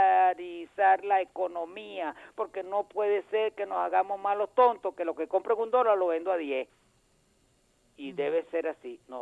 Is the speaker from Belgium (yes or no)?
no; Venezuela; Yo, como venezolano